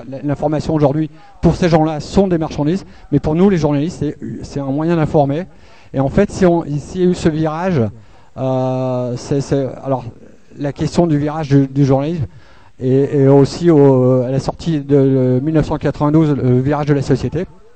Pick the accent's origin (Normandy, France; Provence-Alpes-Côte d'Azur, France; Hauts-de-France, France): Hauts-de-France, France; Je viens du Nord, à côté de Calais. Enfin, une centaine de kilomètres de Calais, mais j'y vais assez souvent.